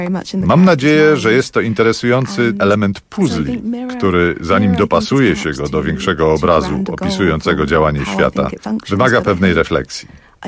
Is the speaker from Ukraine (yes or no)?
no; London, United Kingdom; Londyn, w którym dorastałam i w którym całe życie mieszkam, zawsze wyróżniał się w Wielkiej Brytanii odrębnym charakterem i kulturą.